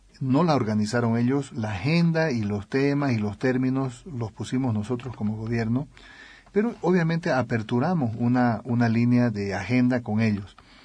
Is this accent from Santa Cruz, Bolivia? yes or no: yes; Santa Cruz de la Sierra, Santa Cruz, Bolivia; also born or lived in La Paz; Yo soy un ciudadano cruceño, medio paseño también, de contrabando.